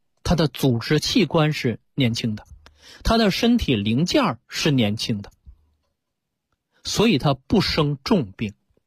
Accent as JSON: {"language": "Chinese", "country": "China", "said": "就是人生下来之后是先老而后病，这是我们中国人说的很清楚的。"}